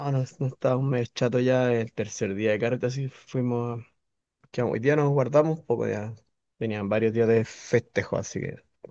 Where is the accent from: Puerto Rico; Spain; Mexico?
Mexico; Claro, pues sí, yo estoy hablando como mexicano.